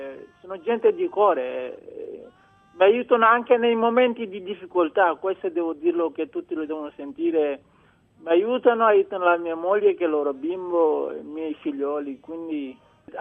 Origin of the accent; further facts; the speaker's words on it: Senegal; now in Italy; Sì, sono dal Senegal perché ho fatto le qualificazioni dei Giochi Olimpionici nel 2000